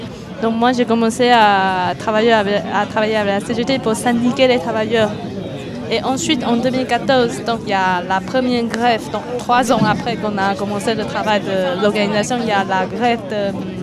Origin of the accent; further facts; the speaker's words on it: Taiwan; French is a second language; c'est bien sûr parce que je viens de Taïwan et je parle la langue